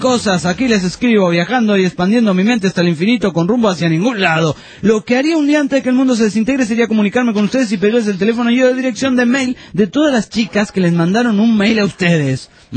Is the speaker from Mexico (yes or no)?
no; Olavarría, Buenos Aires Province, Argentina; Esto es en Olavarría. Quería saludarlos y preguntarles a cualquiera de los tripulantes de la nave que quiera responder por qué hay gente tan masoquista en mi país